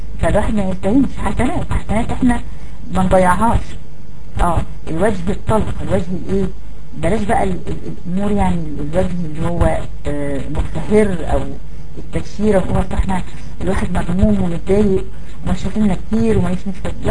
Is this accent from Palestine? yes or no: no; Egypt; الاناء الممتلئ بالماء اللي احنا بنقول عليه عندنا في مصر الجردل